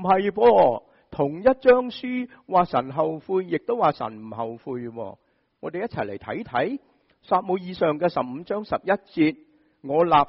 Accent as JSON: {"language": "Cantonese", "region": "Shanghai", "country": "China", "said": "我哋上海人就会讲乜嘢啊"}